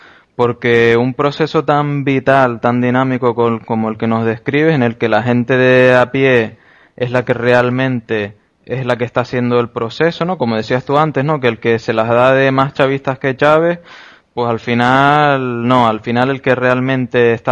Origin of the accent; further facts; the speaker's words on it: Canary Islands, Spain; Yo como canario es que te lo tengo que preguntar.